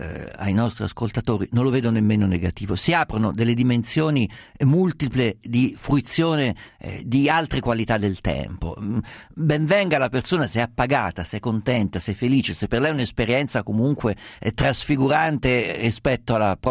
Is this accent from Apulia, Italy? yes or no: no; Umbria, Italy; Guarda, io sono umbro, sono da ragazzino fino adolescente, fino anche ho vissuto in Umbria